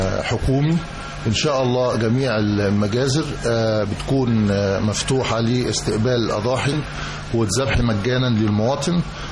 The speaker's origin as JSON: {"language": "Arabic", "country": "Egypt", "said": "هي الأعياد عندنا في مصر يعني خصوصا بيكون ليها طعم تاني خالص غير أي مكان آخر"}